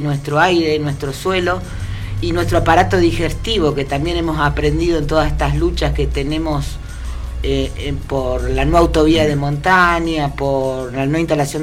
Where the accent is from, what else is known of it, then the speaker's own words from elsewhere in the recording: Argentina; tenemos que nosotros como argentinos, como ciudadanos, pensarnos